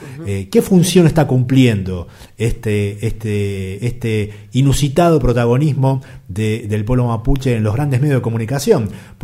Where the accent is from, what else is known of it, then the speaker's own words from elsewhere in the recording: Bariloche, Río Negro, Argentina; Uno se toma un taxi en Buenos Aires, el tachero te pregunta de dónde viene usted, yo le digo vengo de Bariloche